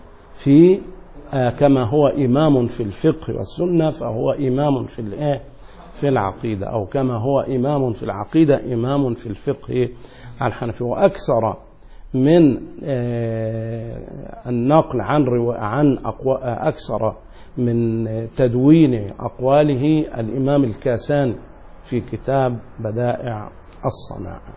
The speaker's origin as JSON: {"language": "Arabic", "region": "Upper Egypt", "country": "Egypt", "said": "من جنوب القاهرة يسمى صعيد، وأنا من صعيد مصر، أنا صعيدي."}